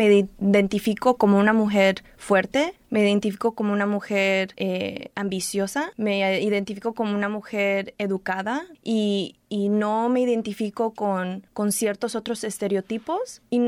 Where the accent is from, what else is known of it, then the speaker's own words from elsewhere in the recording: Watsonville, California, United States; soy de Watsonville, de California. No, pero ¿de dónde eres? No, pues sí soy de Watsonville, California. No soy, you know, like, no soy de México. Mis papás son de México.